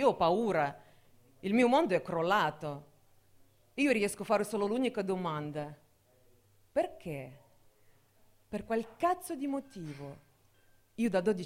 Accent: Russia; Italian is a second language; now in Italy; Vabbè, vorrei che comunque capite che io sono russa ma non praticante.

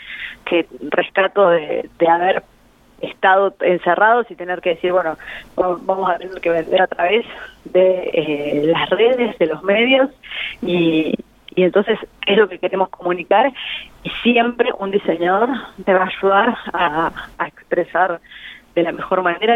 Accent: Santa Rosa, La Pampa, Argentina; la mayoría de los integrantes somos acá de Santa Rosa.

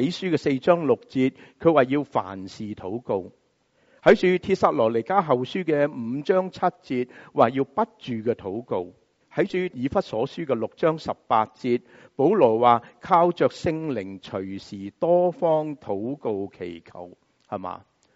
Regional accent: United States; 我们美国人很喜欢说什么啊？

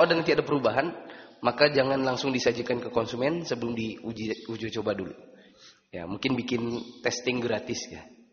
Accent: South Sulawesi, Indonesia; kita orang Bugis, kita makan sotonya soto orang Jawa yang rasanya manis

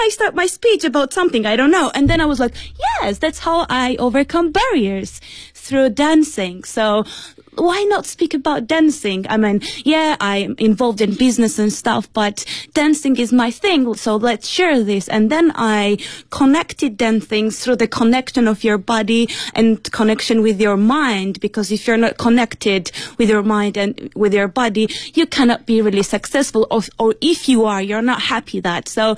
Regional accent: Beijing, China; I'm from Beijing.

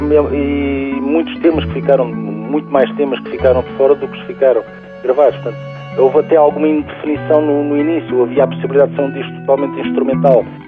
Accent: Lisbon, Portugal; porque eu sou de Lisboa.

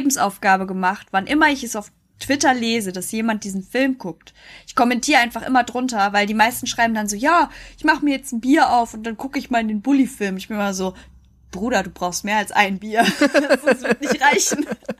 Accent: North Rhine-Westphalia, Germany; accent: Lippisch Platt; So, ich suche einfach so ein paar lippisch platte Wörter raus aus meiner Heimat.

